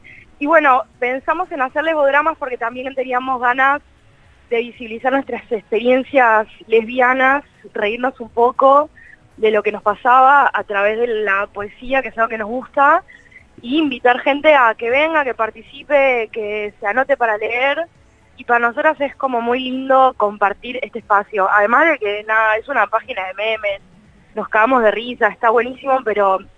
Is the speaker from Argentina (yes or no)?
yes; Buenos Aires, Argentina; soy periodista, soy de Capital Federal.